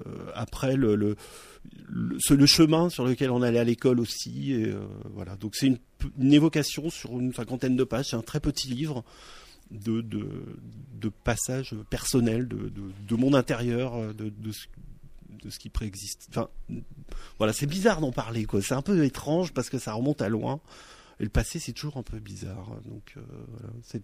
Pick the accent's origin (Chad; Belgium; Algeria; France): France; Lanester, Brittany; also born or lived in Quimper; si je suis né à Quimper, je me suis arrêté sur la route petit à Lanester